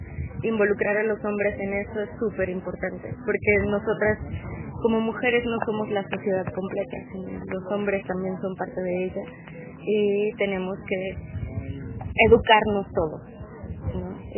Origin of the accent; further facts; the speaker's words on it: Oaxaca, Mexico; soy de Oaxaca, México, y vine en representación de la sociedad, de una parte de la población de oaxaqueños que vive en Estados Unidos.